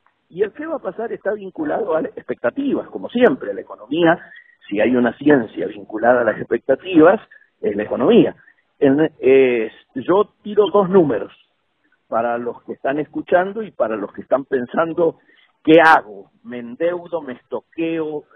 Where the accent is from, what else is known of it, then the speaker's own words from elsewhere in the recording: Patagonia, Argentina; now in Madrid, Spain; Los que venimos, yo soy patagónico, los que venimos a Madrid desde los 60, 70